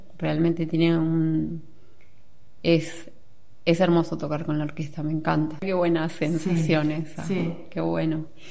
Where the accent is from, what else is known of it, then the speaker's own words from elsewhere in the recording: Sipo, Argentina; born there; Sí, allá, que es donde yo nací. Yo nací ahí. Hacía un montón de años que no tocaba en Sipo.